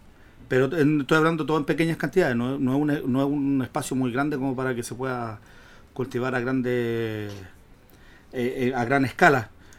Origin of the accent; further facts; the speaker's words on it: Concepción, Biobío, Chile; moved away as an adult; now in Israel; Estuve trabajando aquí un tiempo en Concepción. Soy nacido y criado en Concepción. Y por motivos laborales principalmente, al no tener muchas expectativas acá, decidí emigrar.